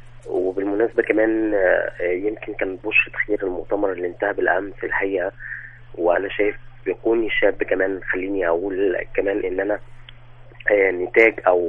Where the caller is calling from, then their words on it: Sharqia Governorate, Egypt; أنا أتكلم من الشرقية.